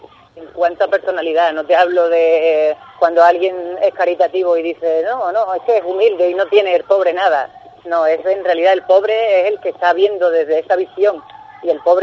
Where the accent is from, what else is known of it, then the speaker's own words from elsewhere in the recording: Ubrique, Andalusia, Spain; que llegaran a mi casa o a mi pueblo en Ubrique